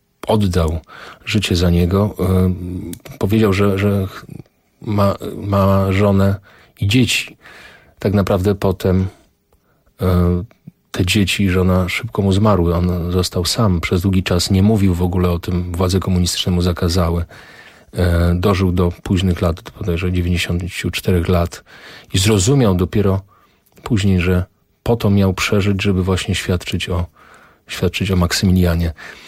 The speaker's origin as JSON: {"language": "Polish", "town": "Tarnów", "region": "Lesser Poland", "country": "Poland", "tie": "born or raised there", "said": "ten transport 21 czerwca 1941 wyruszył z mojego rodzinnego miasta, z Tarnowa."}